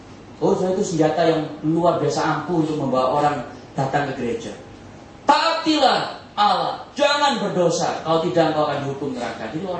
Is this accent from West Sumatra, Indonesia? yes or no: no; Surabaya, East Java, Indonesia; saya dari Surabaya suka makan rawon, saudara.